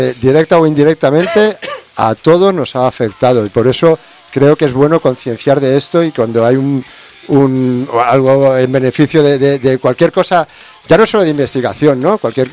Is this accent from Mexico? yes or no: no; Cornellà de Llobregat, Catalonia, Spain; Yo soy de Cornellá.